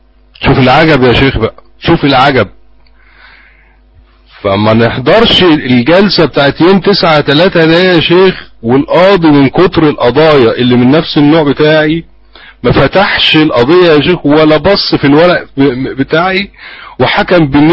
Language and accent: Arabic; Mansoura, Dakahlia, Egypt; عندنا في المنصورة